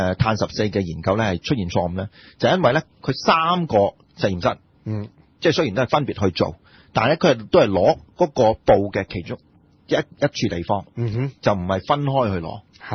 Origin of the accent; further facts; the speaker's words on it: China; 佢有少少似我哋中國人咁樣